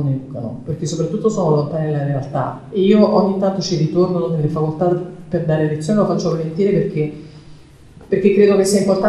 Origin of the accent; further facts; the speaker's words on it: Naples, Campania, Italy; now in Barcelona, Spain; Io sono napoletana, vivo a Barcellona